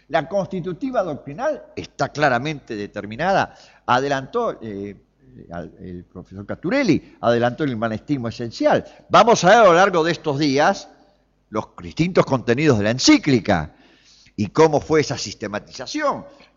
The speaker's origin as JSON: {"language": "Spanish", "town": "Flores", "region": "Buenos Aires", "country": "Argentina", "tie": "born or raised there", "said": "soy nacido y criado en Flores. Viví en la calle Bilbao, entre Membrillar y Bonorino."}